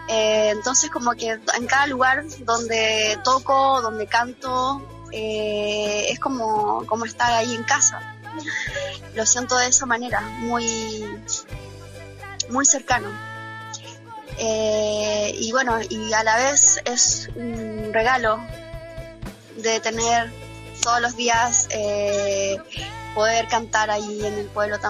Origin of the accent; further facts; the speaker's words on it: Concepción, Biobío, Chile; yo me inicié en el rock en mi ciudad natal, en Concepción, en Chile.